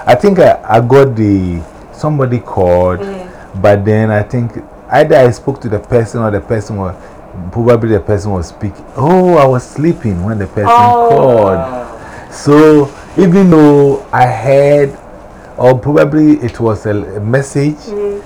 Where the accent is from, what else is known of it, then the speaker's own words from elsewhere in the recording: Ghana; I'm from Ghana.